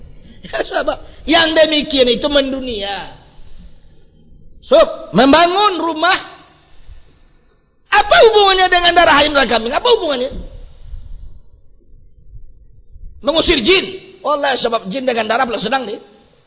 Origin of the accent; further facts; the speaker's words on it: West Sumatra, Indonesia; kalau di kampung saya banyak. Contoh kampung saya, ya, di arah Minang, Sumatera Barat itu, atau di Pekanbaru.